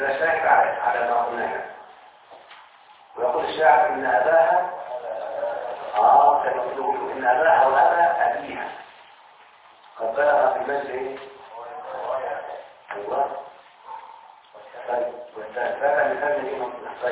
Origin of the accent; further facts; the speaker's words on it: Egypt; احنا على فكرة كمصريين نتكلم بهذه اللهجة او اللغة